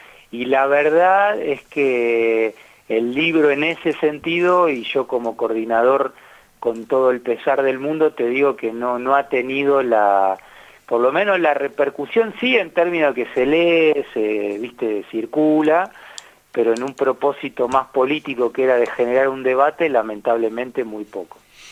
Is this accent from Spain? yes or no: no; Argentina; como actores políticos y como argentinos en definitiva